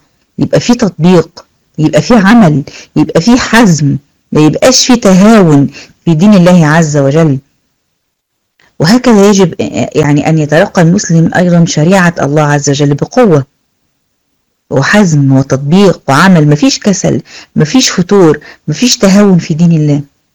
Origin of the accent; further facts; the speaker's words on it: Egypt; حتى عندنا في مصر شغالين شغل جامد